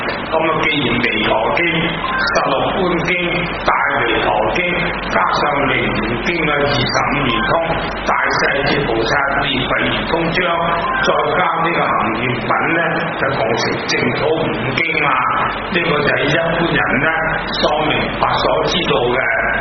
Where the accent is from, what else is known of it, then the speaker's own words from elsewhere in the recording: Hong Kong; 我本身是香港人，我有家庭都不小的，我近啲住，所以呢就我哋好標準廣東話呢